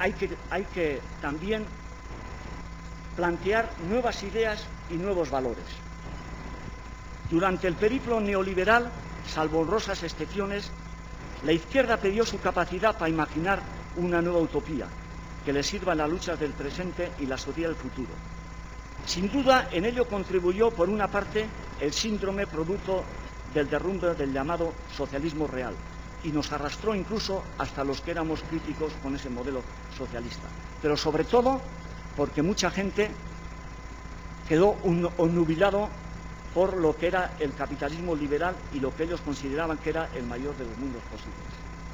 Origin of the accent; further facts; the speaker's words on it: Basque Country, Spain; born there; en el pueblo de donde yo nací, en el País Vasco